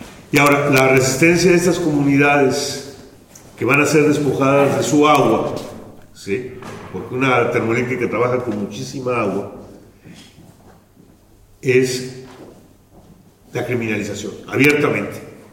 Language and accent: Spanish; Oaxaca, Mexico; yo vengo del Istmo de Tehuantepec, que es una región más al sur. Estamos casi en frontera con Chiapas. De hecho, una parte de Chiapas es esta zona del Istmo de Tehuantepec, que es la parte más estrecha de México.